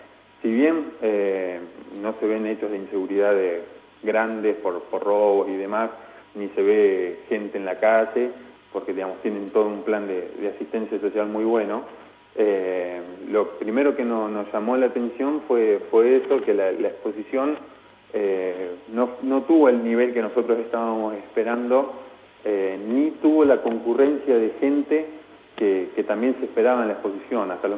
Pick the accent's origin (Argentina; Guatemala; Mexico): Argentina; prácticamente a nosotros mismos como argentinos no nos cuesta porque estamos a mismo precio